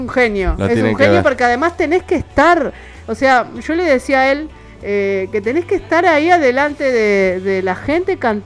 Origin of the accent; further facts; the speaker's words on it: Quilmes, Buenos Aires Province, Argentina; vos que sos de Quilmes y yo soy de Quilmes.